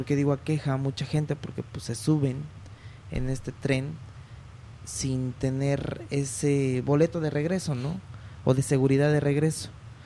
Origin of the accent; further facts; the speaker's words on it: Mexico; porque si como mexicanos lo estamos viviendo, imagínate las personas que vienen de abajo